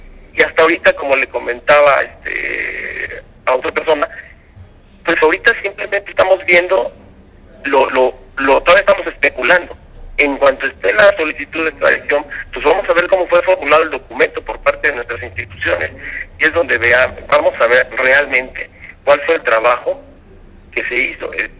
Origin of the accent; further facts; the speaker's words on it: Mexico; como mexicanos